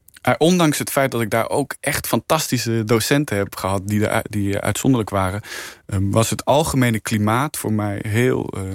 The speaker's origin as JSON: {"language": "Dutch", "town": "Arnhem", "region": "Gelderland", "country": "Netherlands", "tie": "born or raised there", "said": "Ik groeide op in Arnhem. Ik was in Arnhem. Opgegroeid in Arnhem. Opgevoed door twee fantastische ouders in een heel liefdevolle omgeving."}